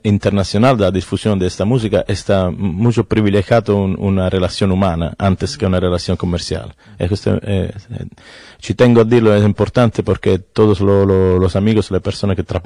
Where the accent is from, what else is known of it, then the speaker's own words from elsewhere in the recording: Mirto Crosia, Calabria, Italy; Spanish is a second language; Yo soy calabrés.